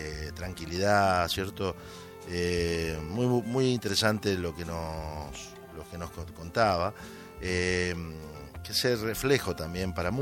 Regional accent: Argentina; nos llena de orgullo a nosotros como argentinos y como inmigrante

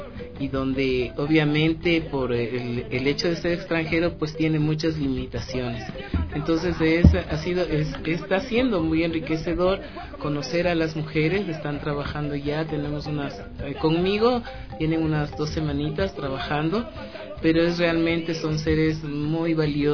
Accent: Ecuador; como ecuatorianos que somos, como estando aquí en nuestro país, siendo parte de nuestro país

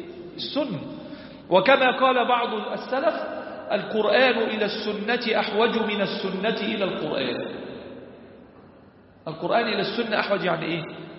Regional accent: Egypt; ربنا احفظ بلدنا مصر

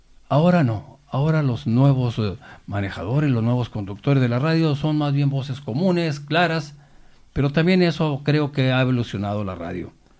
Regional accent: Mexico; tanto en mi país México como en España

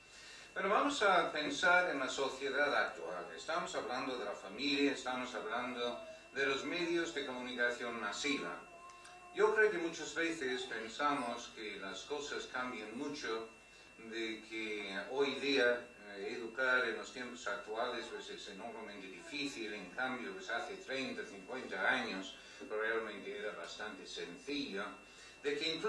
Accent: United Kingdom; Spanish is a second language; now in Spain; Tengo este acento raro porque pues soy británico, pues de hecho desde hace un mes no soy británico, pero vamos, hasta hace un mes era británico, ahora ya soy español.

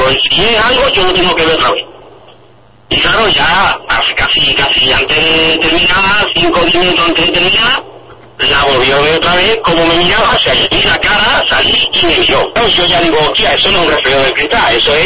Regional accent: Salteras, Andalusia, Spain; Yo no, yo soy de Saltera, yo no soy de Sevilla.

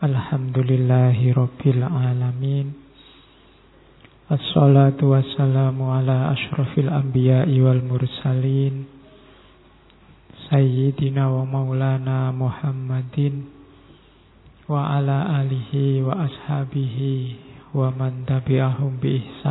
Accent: Java, Indonesia; Ya, karena saya orang Jawa, ngertinya referensi-referensi Jawa.

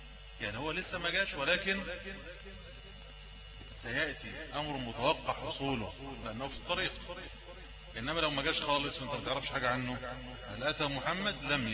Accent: Egypt; يعني كما في المثل المشهور عندنا في مصر

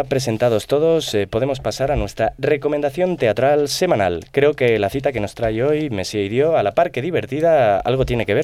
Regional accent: France; Yo soy francés y allí no cazamos osos, somos republicanos

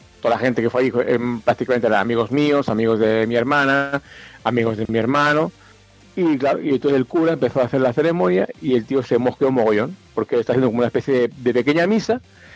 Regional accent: Valladolid, Castile and León, Spain; now in Tenerife, Spain; somos gente que vivimos aquí en Tenerife y somos gente que somos de Valladolid.

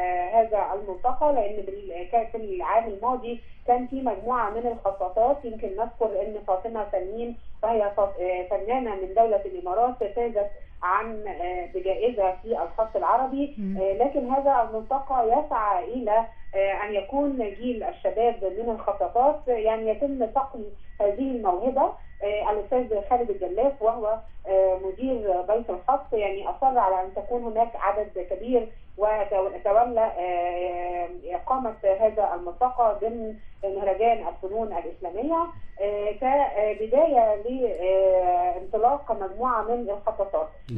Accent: Egypt; يعني فأنا الحقيقة كمصرية كنت سعيدة جدا

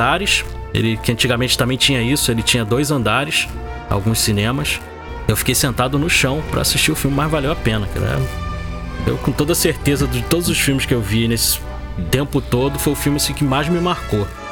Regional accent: Rio de Janeiro, Brazil; Eu sou do Rio de Janeiro, né? Eu morava ali no bairro do Meia.

